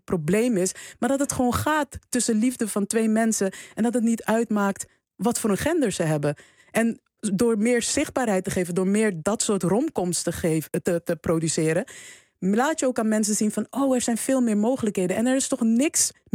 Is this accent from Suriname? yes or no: yes; Suriname; ik ben opgegroeid in Suriname, dus ik dacht altijd van, oh ja, er moet een man een keer komen en die moet mij veroveren